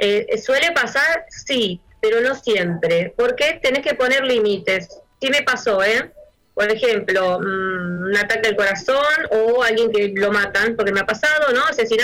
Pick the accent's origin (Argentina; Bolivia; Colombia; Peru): Argentina; En mi caso, soy bien argentina y hablo, ya no voy a andar imitando acentos.